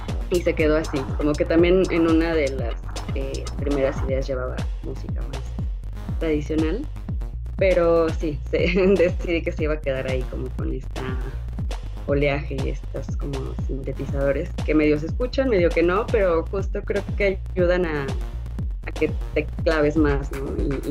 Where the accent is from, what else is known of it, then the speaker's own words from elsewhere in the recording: Mexico City, Mexico; yo vivo, o sea, yo soy bien chilanga, voy al mar cada puedo, está muy lejos.